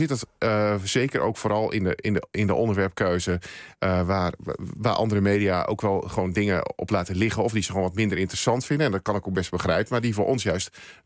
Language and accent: Dutch; Overijssel, Netherlands; now in Veluwe, Netherlands; Ja, ik ben in Twente opgegroeid en ik heb daar ook lange tijd gewoond. En ik woon sinds een aantal jaren op de Veluwe. En ik zeg wel eens gekscherend, van ik woon aan de goede kant van Amersfoort.